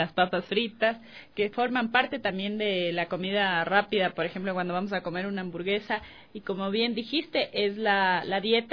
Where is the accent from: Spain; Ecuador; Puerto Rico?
Ecuador; parte de nuestra dieta tradicional de aquí como ecuatorianos